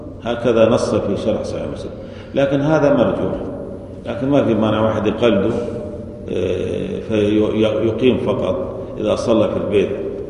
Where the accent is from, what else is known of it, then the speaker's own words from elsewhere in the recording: Syria; مثل عندنا في سوريا ما في أذانين